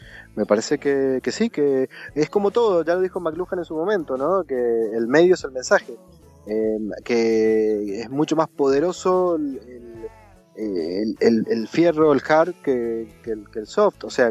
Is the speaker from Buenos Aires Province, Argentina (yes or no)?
no; Mendoza, Argentina; Pero yo soy de Mendoza, que es la tierra del vino, fundamentalmente del Malbec.